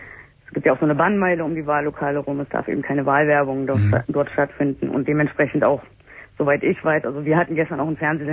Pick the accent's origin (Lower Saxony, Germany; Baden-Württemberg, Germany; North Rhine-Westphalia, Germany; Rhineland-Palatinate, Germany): North Rhine-Westphalia, Germany; Wuppertal; born there; Ich bin in Wuppertal geboren.